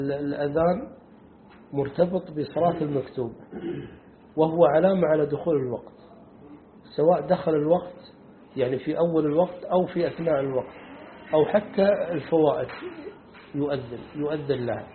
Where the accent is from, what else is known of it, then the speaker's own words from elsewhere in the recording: Kuwait; وهذا عندنا في الكويت هذا الحالة هذه في الكويت